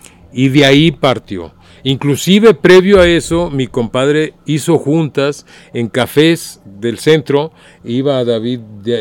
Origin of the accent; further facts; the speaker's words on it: Guadalajara, Jalisco, Mexico; saqué mi credencial y soy maestro y vengo de Guadalajara